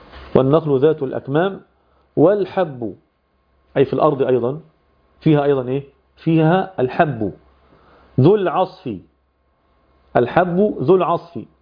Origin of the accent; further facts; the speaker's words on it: Egypt; وتحطها في المكنة بتاعة اللي سموها عندنا في مصر الدراسة